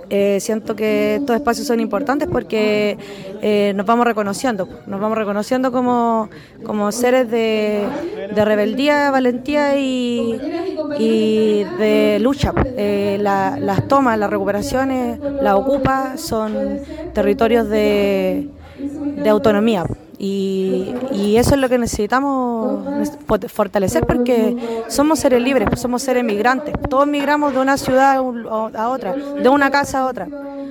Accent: Tomé, Biobío, Chile; born there; yo soy nacida en Tomé, territorio de Lapquenche, ocupado por el Estado chileno. Migré a la Huita de la Perdiz, la toma la población de Huita de la Perdiz, en el territorio llamado Coya, ocupado también por el Estado chileno como Concepción.

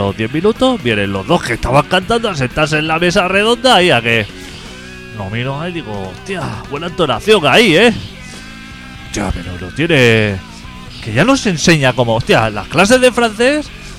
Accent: Carmelo, Colonia, Uruguay; mira, vengo de Carmelo a enseñaros 4 cosas.

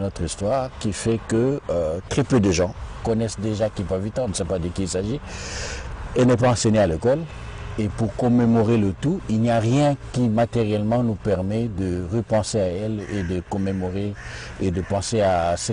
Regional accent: DR Congo; alors que chez nous, au Congo, par exemple au Congo-Kinshasa, on ne commémore pas ceux qui ont fait l'histoire.

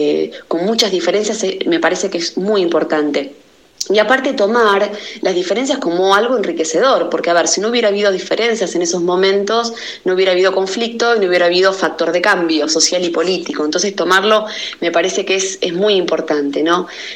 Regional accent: Argentina; ¿Quiénes somos los argentinos hoy?

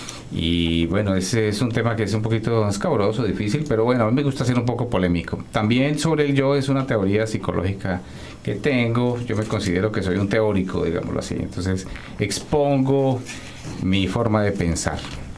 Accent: Bogotá, Colombia; also born or lived in Cali / United States; now in Montreal, Canada; yo nací en Cali, Colombia, pero me crié más en Bogotá, en la capital. Pero bueno, pues digamos que soy colombiano porque he viajado por todo el país y todo esto. Después estuve en Estados Unidos, trabajé como periodista y hace 10 años estoy en Canadá.

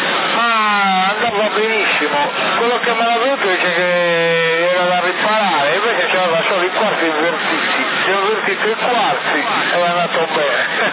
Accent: Albania; now in Italy; Io non ho fissa dimora, io sono albanese, non ho fissa dimora e non ho casa.

